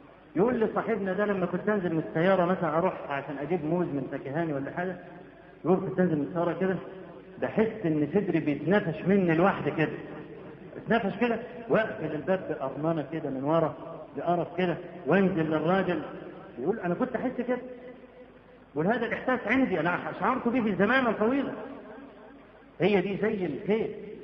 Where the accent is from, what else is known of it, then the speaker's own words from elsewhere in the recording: Egypt; واحنا عندنا في مصر بدعه قبيحه